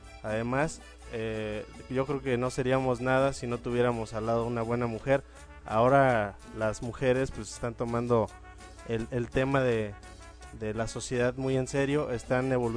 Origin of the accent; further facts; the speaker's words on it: Mexico; tenemos que salir adelante como mexicanos.